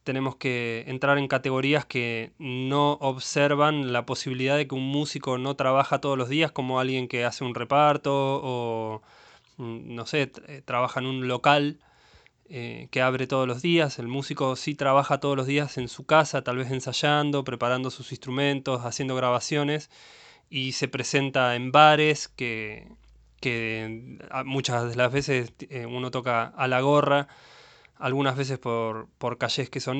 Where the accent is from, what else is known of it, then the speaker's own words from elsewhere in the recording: Mar del Plata, Buenos Aires Province, Argentina; soy músico de Mar del Plata.